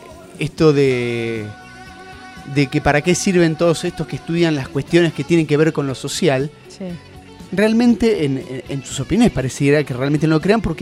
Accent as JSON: {"language": "Spanish", "country": "Argentina", "said": "porque somos argentinos, somos así, sí."}